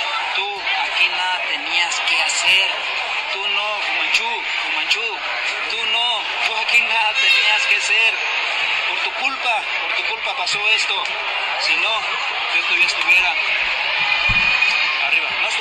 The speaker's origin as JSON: {"language": "Spanish", "town": "Bajacuarán", "region": "Michoacán", "country": "Mexico", "tie": "born or raised there", "said": "soy originario de Bajacuarán, Michoacán, ¿sí?"}